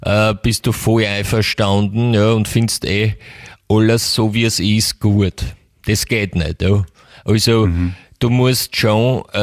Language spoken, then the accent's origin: German; England, United Kingdom; German is a second language; moved away; also born or lived in United States; ich selber komme ja aus England. Ja, ich bin in England geboren und aufgewachsen